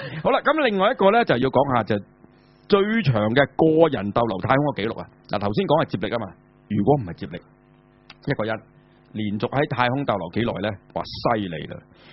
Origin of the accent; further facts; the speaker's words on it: China; 對於我哋中國人嚟講，係嘛？